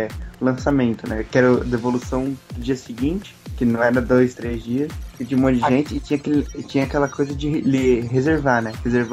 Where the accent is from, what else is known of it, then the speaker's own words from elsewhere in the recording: São Paulo, Brazil; eu sou de São Paulo, e quando você descia pro litoral, o litoral é muito mais atrasado em questão disso.